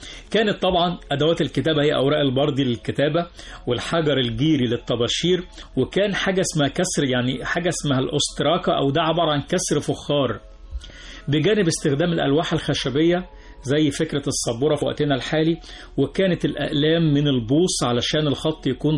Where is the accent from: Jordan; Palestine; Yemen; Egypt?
Egypt; هنلاقي نفسنا راجعين تاني بنفس قوتنا كمصريين في مجال العلم